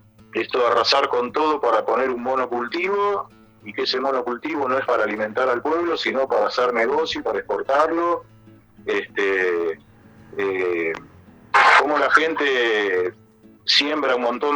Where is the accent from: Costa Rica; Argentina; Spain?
Argentina; Buenos Aires; moved away; como cura que vine de Buenos Aires, que fui formado, digamos, en Buenos Aires